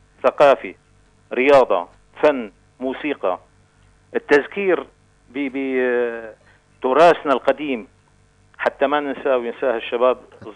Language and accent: Arabic; Latakia, Latakia Governorate, Syria; من اللاذقية،